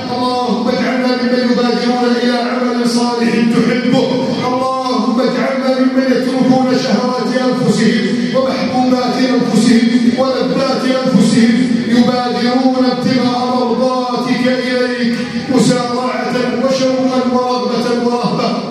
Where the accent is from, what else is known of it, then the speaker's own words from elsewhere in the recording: Egypt; واجعل بلدنا مصر آمنا مطمئنا